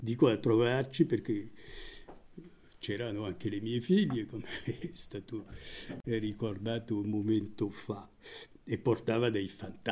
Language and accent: Italian; France; Italian is a second language; visto che io sono francese